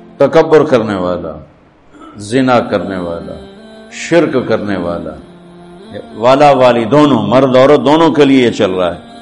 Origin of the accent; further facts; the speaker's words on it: Tulamba, Punjab, Pakistan; اور میرا home town ہے تلمبا, اس سے 3 کلومیٹر دور میرا گاؤں ہے.